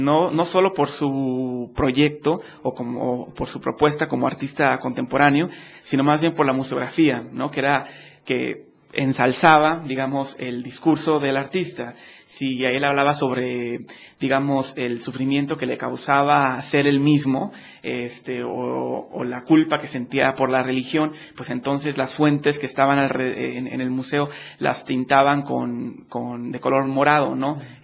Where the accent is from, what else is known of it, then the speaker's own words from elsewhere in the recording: Monterrey, Nuevo León, Mexico; Sí, soy de Monterrey.